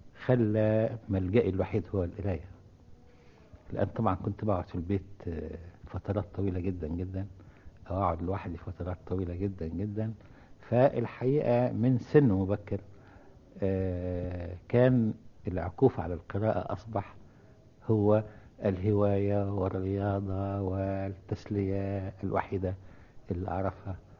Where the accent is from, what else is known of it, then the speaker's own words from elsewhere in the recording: Cairo, Cairo Governorate, Egypt; ولو أني يعني صعيدي في الأصل، لكن يعني نشأت في القاهرة يعني.